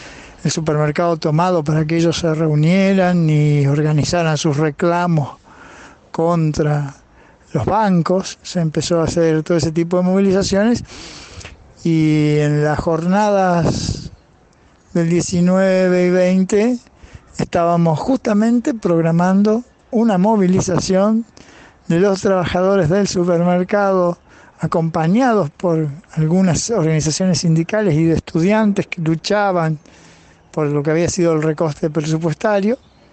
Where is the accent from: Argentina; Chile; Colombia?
Argentina; Rosario, Santa Fe; soy de Rosario